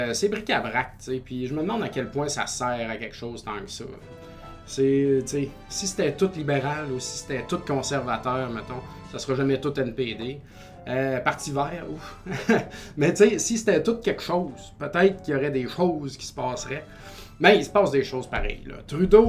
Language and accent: French; Saint-Joseph-de-Beauce, Quebec, Canada; Harper était venu à Saint-Joseph-de-Beauce, mon village natal.